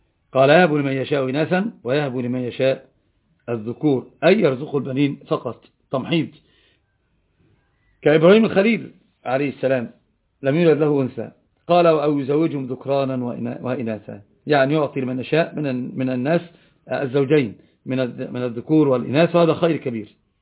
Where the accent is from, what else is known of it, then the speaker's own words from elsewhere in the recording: Upper Egypt, Egypt; أنا صعيدي، مشكلتي لطبعي ما أدري